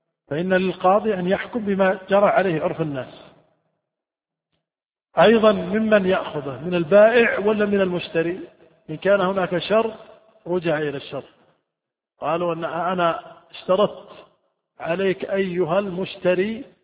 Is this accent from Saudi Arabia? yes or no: yes; Saudi Arabia; عندنا في السعودية الدار البيت، في الكويت الدار الغرفة